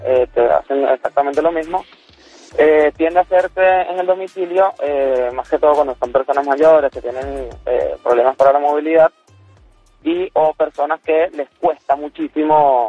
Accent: Venezuela; now in Argentina; yo soy venezolano.

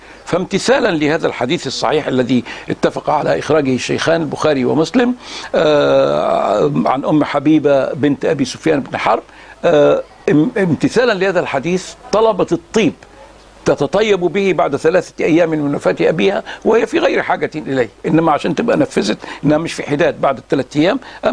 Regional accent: Egypt; في نساء بقى في بلادنا مصر

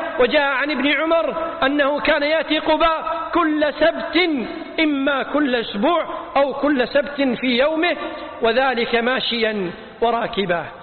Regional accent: Kuwait; وأتمم لبلدتنا الكويت الأمن والأمان، واحفظها من كل شر وخذلان

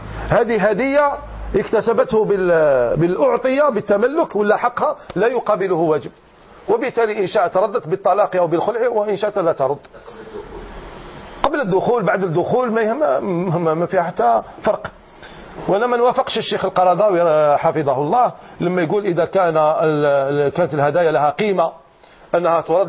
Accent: Algeria; احنا رانا اولاد الجزائر

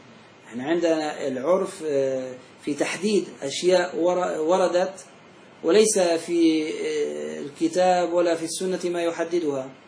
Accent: Syria; في عندنا في سوريا

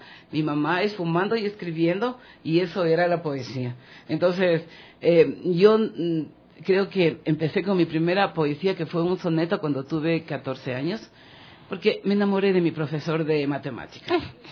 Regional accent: Quito, Pichincha, Ecuador; Yo fui hija única, nací en Quito, en una casa del centro histórico que pasaba en esa época de los 200 años de construida.

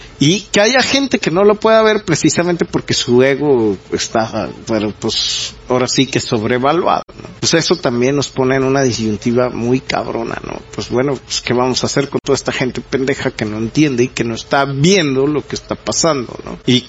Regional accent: Mexico; toda esta desvinculación que tenemos entre nosotros como sociedad mexicana

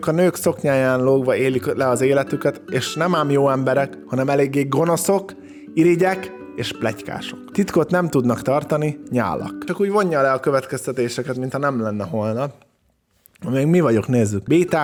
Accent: Hungary; Én amúgy vidékről származom, úgyhogy ezt mindig azt hiszik, hogy belpesti vagyok, de vidéki vagyok.

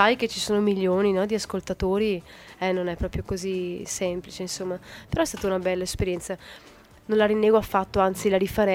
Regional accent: Sicily, Italy; born there; Sono nata in Sicilia e sento di appartenere un po' anche alla Sicilia, no? Però non mi sono mai identificata davvero con un luogo.

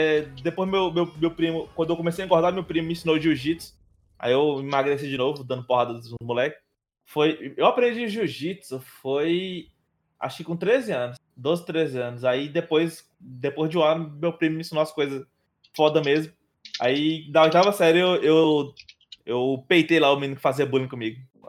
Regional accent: Cristino Castro, Piauí, Brazil; eu sou de Cristina Castro.

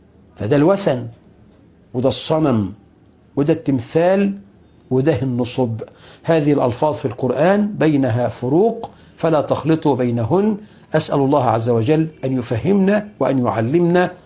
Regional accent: Egypt; ابو الهول عندنا في مصر صنم ولا تمثال؟

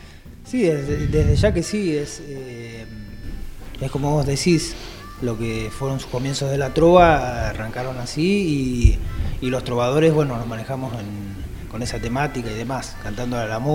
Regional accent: Bahía Blanca, Buenos Aires Province, Argentina; nací en Bahía Blanca, fui nacido en Bahía Blanca y, digamos, donde yo, digamos, viví prácticamente todos mis años fueron en el barrio Mapuche, que está cerca de Villa Rosas.

